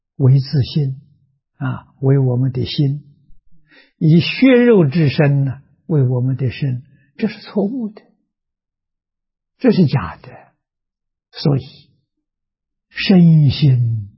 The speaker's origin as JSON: {"language": "Chinese", "country": "China", "said": "我们中国人讲说贵相啊，富贵相啊"}